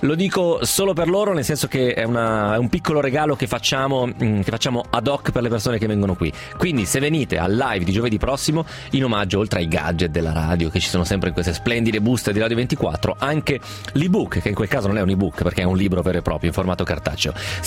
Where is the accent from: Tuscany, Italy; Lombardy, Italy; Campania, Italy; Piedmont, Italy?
Lombardy, Italy; Bergamo; ho 50 anni e vengo da Bergamo.